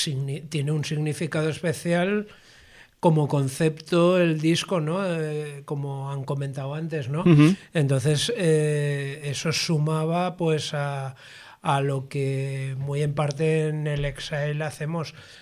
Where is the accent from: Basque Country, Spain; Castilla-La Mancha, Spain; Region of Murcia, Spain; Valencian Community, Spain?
Valencian Community, Spain; Valencia; como valenciano y como pretendiente de que donde vivo sea un lugar acogedor, hospitalario